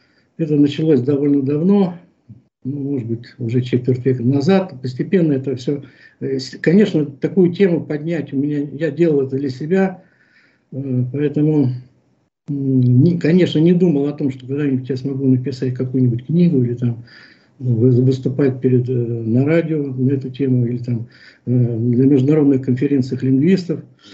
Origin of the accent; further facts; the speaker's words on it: Moscow, Russia; Я москвич, мне 70 лет, я художник по призванию, образованию, профессии